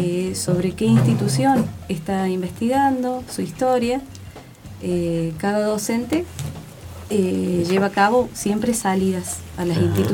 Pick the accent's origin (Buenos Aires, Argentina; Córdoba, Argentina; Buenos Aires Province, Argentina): Córdoba, Argentina; Villa de las Rosas; Yo soy de Villa de las Rosas.